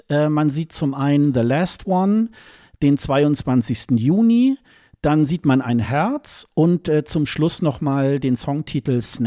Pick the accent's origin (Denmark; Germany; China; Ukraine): Germany; zumindest für mich als Westeuropäer, als Deutscher eigentlich ein ganz gängiger Song